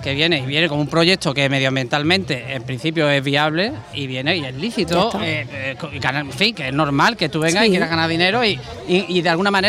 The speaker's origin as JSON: {"language": "Spanish", "town": "Huelva", "region": "Andalusia", "country": "Spain", "said": "vengo de Huelva, de la zona de Huelva y demás"}